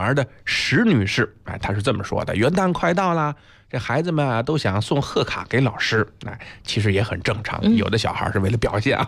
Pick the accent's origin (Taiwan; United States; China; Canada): China; Beijing; 咱们北京人说仙毫